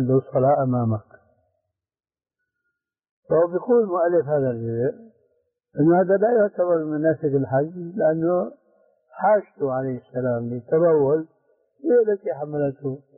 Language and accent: Arabic; Syria; يسموه عندنا بالشام برزان بوق العسكري هذا الأصيل